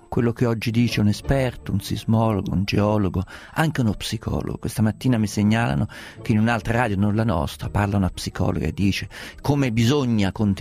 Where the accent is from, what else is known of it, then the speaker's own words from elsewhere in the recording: Umbria, Italy; essendo umbro e essendo naturalizzato per momenti vacanzieri abruzzese